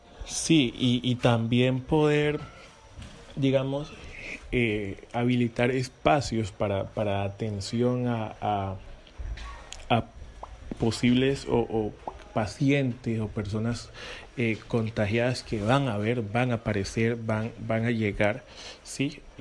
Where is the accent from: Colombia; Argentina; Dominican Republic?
Colombia; Buenaventura, Valle del Cauca; nos permite, al menos como bonaerense, poder decir y reclamar que necesitamos recursos para inversión en materia de salud